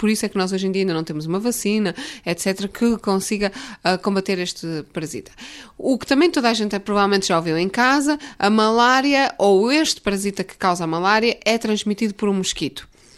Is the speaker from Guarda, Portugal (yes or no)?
no; Vila Nova de Gaia, Porto, Portugal; Sou originalmente de Vila Nova de Gaia, junto ao Porto.